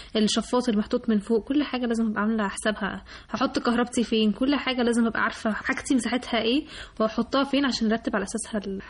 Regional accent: Alexandria, Alexandria Governorate, Egypt; بما اني من اسكندرية فانا بحب البحر

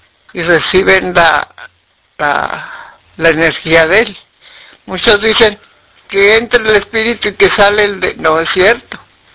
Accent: Nuevo León, Mexico; Es mundial y somos de Nuevo León, pues debemos de sentirnos orgullosos.

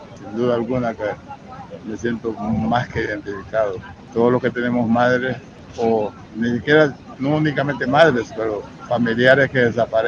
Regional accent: California, United States; ando con mi esposa. El jueves llegamos, somos de California, en Estados Unidos, pero de ascendencia hondureña.

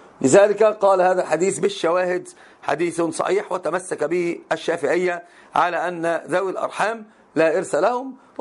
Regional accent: Morocco; لأن عندنا في المغرب معروف لباس المرأة في الأفراح يكون مسبل أكثر من شبرين.

